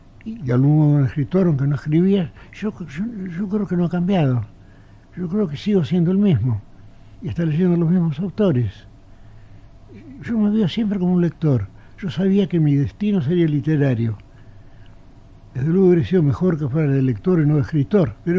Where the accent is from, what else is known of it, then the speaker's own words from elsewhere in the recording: Buenos Aires, Argentina; also born or lived in Geneva, Switzerland; ya que yo soy porteño, pero soy tan ginebrino como porteño, tan montevideano como porteño, tan alorbense como porteño, tan tejano como porteño. Tengo muchas patrias y las quiero a todas.